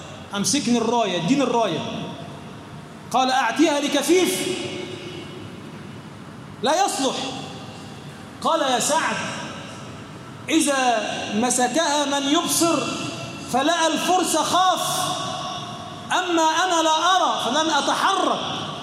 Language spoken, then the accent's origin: Arabic; Egypt; بلدنا مصر بلدا امنا مطمئنا، سخاء رخاء